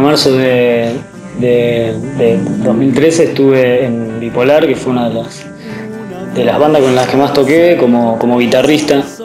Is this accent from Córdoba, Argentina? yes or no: no; Junín, Buenos Aires Province, Argentina; now in La Plata, Argentina; Soy de Junín, pero vivo en La Plata desde hace 10 años, más o menos.